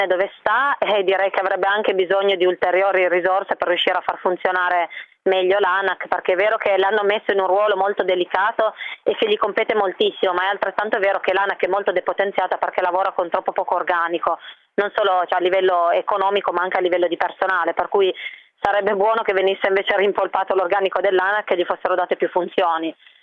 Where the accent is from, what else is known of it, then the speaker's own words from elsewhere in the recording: Piedmont, Italy; io sono piemontese